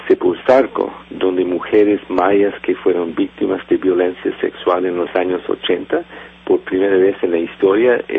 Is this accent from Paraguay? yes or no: no; Canada; yo creo que como canadiense que ha viajado en la región desde los años 80